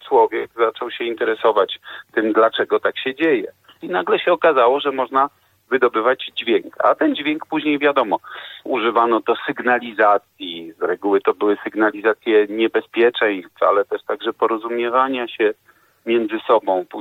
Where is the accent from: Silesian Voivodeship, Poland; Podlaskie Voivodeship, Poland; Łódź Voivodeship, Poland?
Łódź Voivodeship, Poland; Łódź; born there; Ja urodziłem się w Łodzi